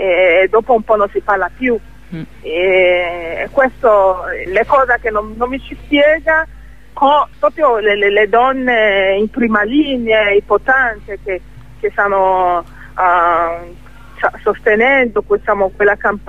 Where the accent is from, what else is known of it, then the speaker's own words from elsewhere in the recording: Nigeria; Italian is a second language; come io sono uno di quelle, diciamo, di sua origine, sei in grado di proteggermi sia in Nigeria sia anche fuori dalla Nigeria.